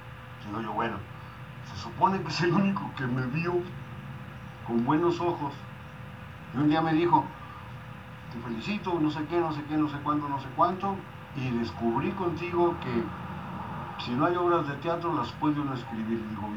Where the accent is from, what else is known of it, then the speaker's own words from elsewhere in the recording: Mexico City, Mexico; Porque pues yo soy, imagínate, del DF, imagínate, vengo de allá, imagínate.